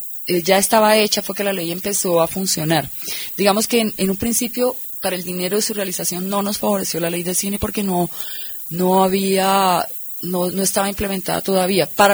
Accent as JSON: {"language": "Spanish", "country": "Colombia", "said": "con un cine que nos exprese como colombianos"}